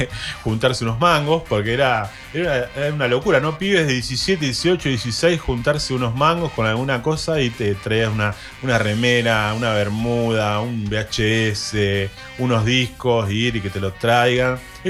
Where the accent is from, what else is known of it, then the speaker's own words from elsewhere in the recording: Moreno, Buenos Aires Province, Argentina; Yo vengo de un barrio humilde, vengo de Cuartel Quinto Moreno